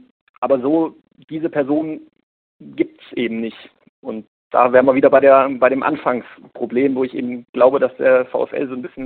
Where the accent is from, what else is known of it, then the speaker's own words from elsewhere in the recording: Hesse, Germany; born there; now in Munich, Germany; Ich bin gebürtig aus Hessen